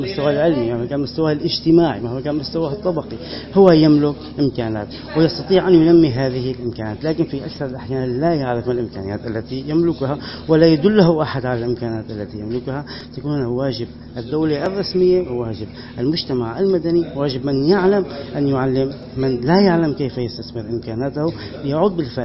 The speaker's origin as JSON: {"language": "Arabic", "country": "Syria", "said": "الصمود الذي وقف وسمنا جميعا كسوريين واتصفنا به"}